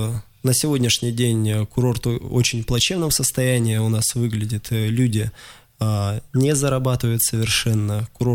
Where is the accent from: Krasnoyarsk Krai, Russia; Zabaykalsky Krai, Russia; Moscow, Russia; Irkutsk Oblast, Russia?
Krasnoyarsk Krai, Russia; Я сейчас планирую построить, откуда я родом, да, с курорта озера Учум, построить там спортивную базу